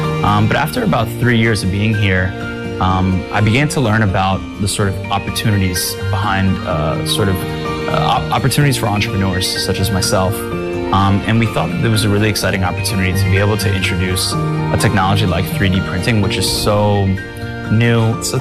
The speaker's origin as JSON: {"language": "English", "region": "New York", "country": "United States", "moved": "as an adult", "lives_now": "Beijing, China", "said": "I'm the CEO of the 3D Food Company. I'm American-born from New York, and I've been in Beijing for about 7 years."}